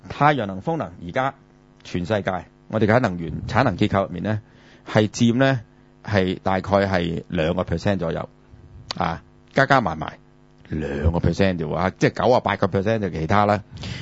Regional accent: Hong Kong; 咁但係我哋唔係美國佬啊，我哋中國人，我哋係香港人，就算你唔承認中國人，我哋香港人

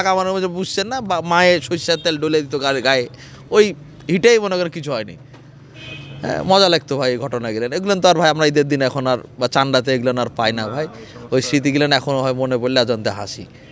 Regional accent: Rajshahi, Rajshahi Division, Bangladesh; যেহেতু আমরা রাজশাহীর লোকের তো একটু বুঝে নিত

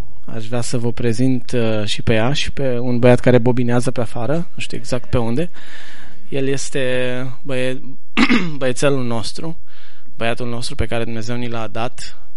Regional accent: Banat, Romania; Bănățan în țoalele mele. Și nu mă mândresc cu asta, că sunt bănățean.

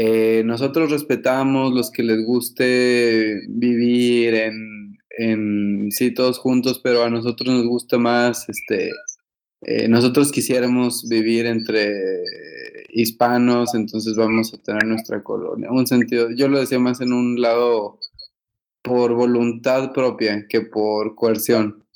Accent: Spain; aquí quienes somos españoles dentro del mismo país queremos tener una colonia donde vivamos entre nosotros

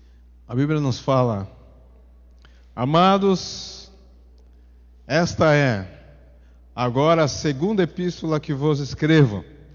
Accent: São Paulo, Brazil; born there; eu nasci na Zona Norte, num bairro que chama Bairro do Limão. Não sei se eu sou azedo, mas nasci no Bairro do Limão. E depois a gente ficou ali pela Zona Leste

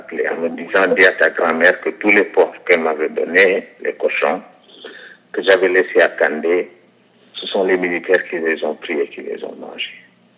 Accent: Ziguinchor, Senegal; born there; Je suis né à Ziguinchor, ma grand-mère est de Cabrousse, sa mère est de Cabrousse, donc ses grands-parents sont des Guémarins.

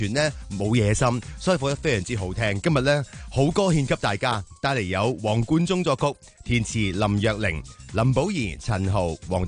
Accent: Hong Kong

